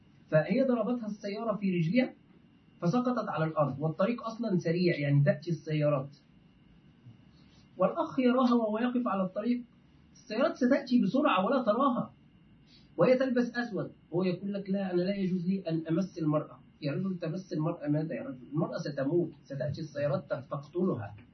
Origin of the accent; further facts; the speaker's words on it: Egypt; عندنا في مصر يفعلون هذا